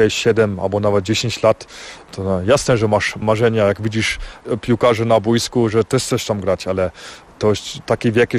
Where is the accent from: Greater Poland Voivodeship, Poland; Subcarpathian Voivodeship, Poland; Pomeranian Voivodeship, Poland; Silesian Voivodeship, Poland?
Silesian Voivodeship, Poland; Sośnica; ja jestem ze Sośnicy, to jest jak dom. Ja tam te ludzie znam, ulicy znam, restauracje znam, te knajpy tam znam.